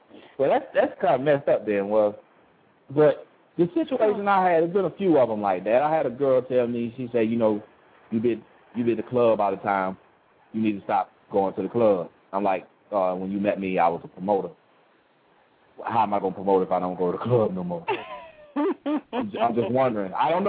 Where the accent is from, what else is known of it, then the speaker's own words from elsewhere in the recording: Sunderland, North East England, United Kingdom; born there; I saw it from the time I was born in Sunderland. That's when I was born.